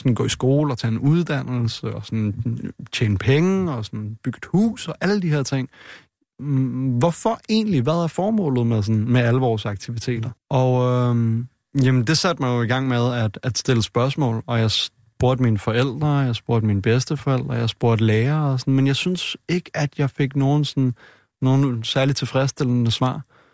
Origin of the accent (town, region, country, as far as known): Frederiksberg, Capital Region of Denmark, Denmark; born or raised there